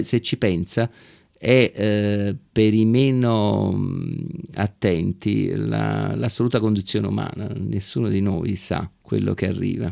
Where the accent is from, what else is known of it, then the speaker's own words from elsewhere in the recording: Naples, Campania, Italy; io sono napoletano e noi napoletani nasciamo e cresciamo con un senso di assoluta precarietà.